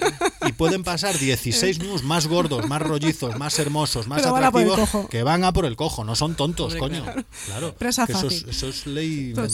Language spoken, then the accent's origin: Spanish; Vigo, Galicia, Spain; Yo también soy vigués, yo también veo territorios periféricos